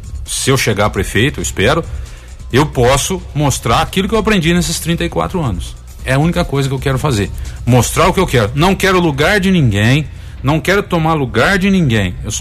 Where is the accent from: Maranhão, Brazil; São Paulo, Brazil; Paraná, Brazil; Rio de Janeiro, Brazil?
São Paulo, Brazil; Tapiratiba; Já que eu vivo, nasci e cresci em Tapiratiba